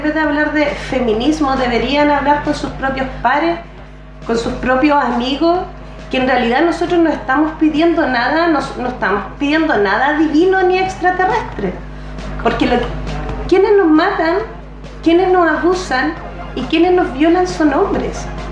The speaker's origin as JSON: {"language": "Spanish", "town": "Lota", "region": "Biobío", "country": "Chile", "said": "yo soy de Lota, ¿ya? Allá nosotros vivíamos en una toma cuando éramos chicas."}